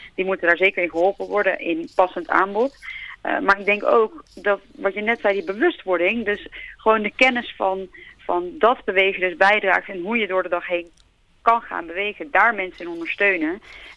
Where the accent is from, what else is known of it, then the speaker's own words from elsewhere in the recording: Netherlands; altijd, wij als Nederlanders zitten heel veel.